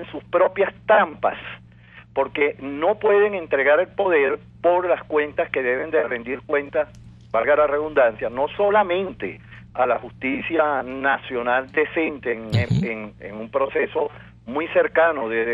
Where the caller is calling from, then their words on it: El Palmar, Bolívar, Venezuela; estoy llamando de lo profundo de la provincia, del estado Bolívar. Y quisiera, pues, hacerle llegar el saludo de este pueblo noble del Palmar